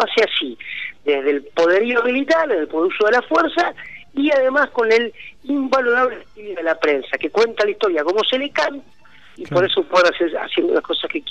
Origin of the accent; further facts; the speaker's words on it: Argentina; yo que soy argentino como él